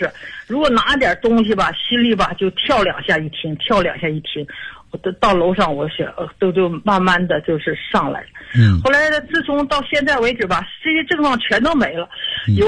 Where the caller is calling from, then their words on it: Qiqihar, Heilongjiang, China; 我是齐齐哈尔的朋友。